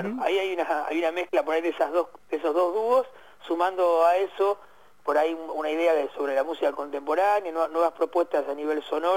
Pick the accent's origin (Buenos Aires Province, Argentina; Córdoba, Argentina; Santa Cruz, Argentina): Buenos Aires Province, Argentina; Burzaco; somos ahí de la zona sur del Gran Buenos Aires, yo soy de Bursaco